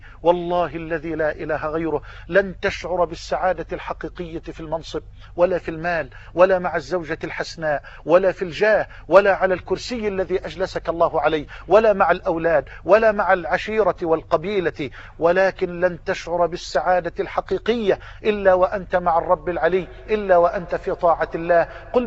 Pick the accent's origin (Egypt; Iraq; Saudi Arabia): Egypt; وان تجعل بلدنا مصر واحة للامن والامان